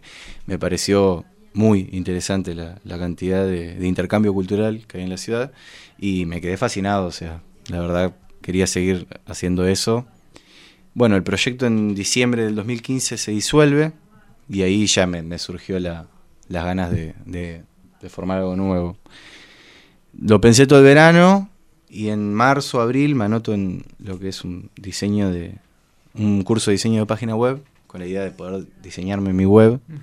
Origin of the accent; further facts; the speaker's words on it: Quilmes, Buenos Aires Province, Argentina; Bien, yo soy de Quilmes, arranqué a estudiar periodismo hace 4 años.